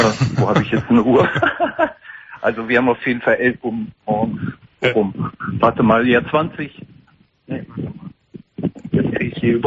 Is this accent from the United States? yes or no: no; Portugal; moved away; also born or lived in Germany; Nee, ich bin gebürtiger Portugiese.